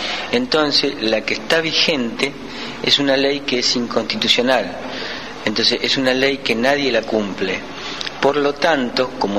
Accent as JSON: {"language": "Spanish", "town": "Rosario", "region": "Santa Fe", "country": "Argentina", "said": "vengo de la ciudad de Rosario"}